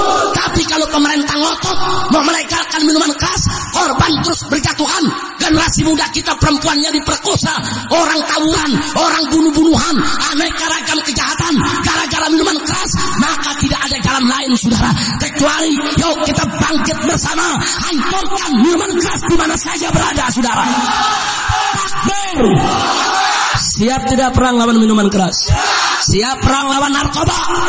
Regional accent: Jakarta, Indonesia; Ya, kita orang Betawi digituin.

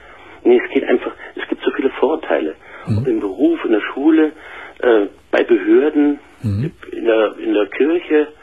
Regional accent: Bavaria, Germany; ich bin aus Bayern, hier ausgelegt.

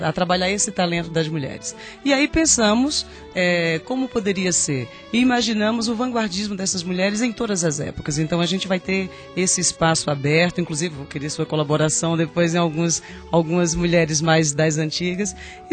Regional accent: Paraíba, Brazil; also born or lived in Campina Grande / João Pessoa; now in São Carlos, Brazil; quando morava em Campina Grande, eu sou paraibana, né?

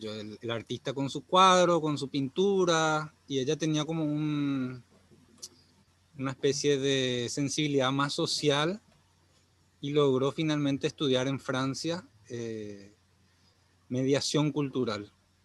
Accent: Asunción, Paraguay; now in Areguá, Paraguay; Entonces me mudé a Areguá porque yo soy originalmente de Asunción.

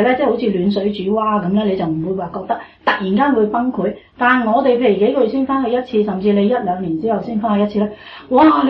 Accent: Australia; 我哋澳洲人咧都系觉得好苦恼嘅

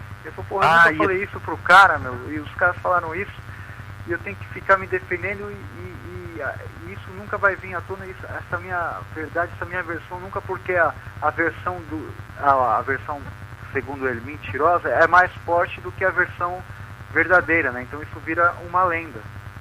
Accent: Brazil; Eu sou brasileiro

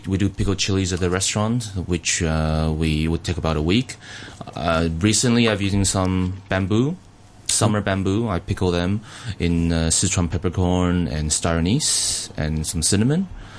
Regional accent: Taiwan; also born or lived in Canada; now in Australia; the Chinese food that I grew up in Taiwan, the Chinese food that I grew up eating in Canada

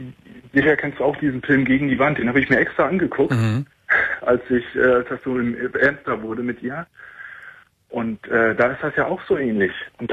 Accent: Germany; born there; ich bin gebürtiger Deutscher, deutsche Eltern, alles groß und blond.

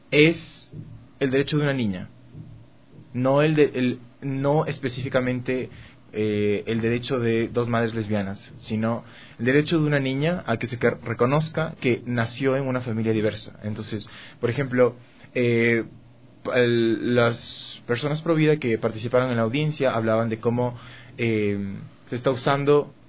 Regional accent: Ecuador; Yo soy ecuatoriano, nací en este país, y pues soy muy orgulloso de ser ecuatoriano

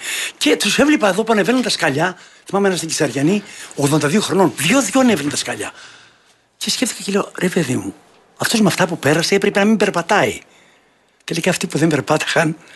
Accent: Epirus, Greece; Τότε το χωριό μου και τα Τζουμέρκα έχουν άλλη εικόνα.

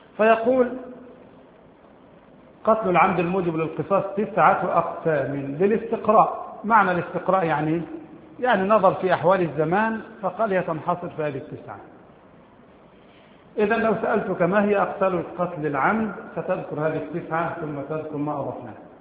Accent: Egypt; البوص عندنا في مصر ثلاث انواع

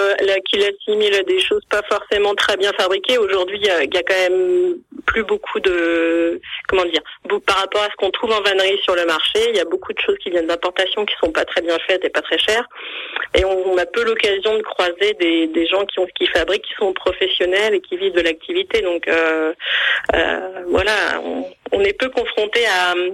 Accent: Hauts-de-France, France; Je suis issue du milieu agricole. Moi, j'ai grandi en Picardie, donc pas du tout dans la région.

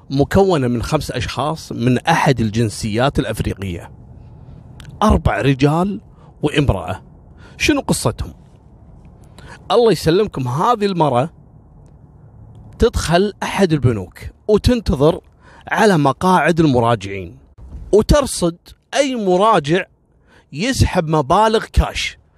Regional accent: Kuwait; قصة رقم 25 اللي هو الحرام المقنع اللي حصل عندنا في الكويت

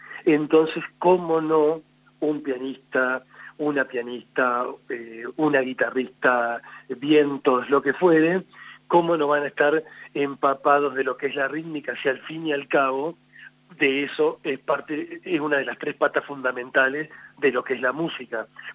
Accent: Entre Ríos, Argentina; Yo también tengo otro grupo en Entre Ríos, de donde yo soy oriundo

